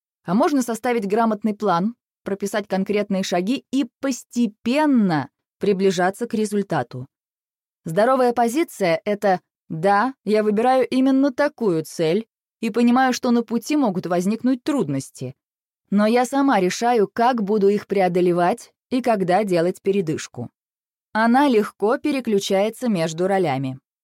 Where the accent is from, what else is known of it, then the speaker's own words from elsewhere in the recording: Moscow, Russia; born there; Я родилась в Москве в семье предпринимателей.